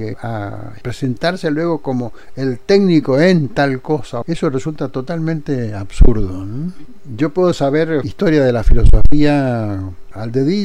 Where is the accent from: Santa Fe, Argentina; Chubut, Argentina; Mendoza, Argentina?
Mendoza, Argentina; moved away as an adult; yo salí de Mendoza y a la semana yo estaba de titular en la Universidad Nacional Autónoma de México.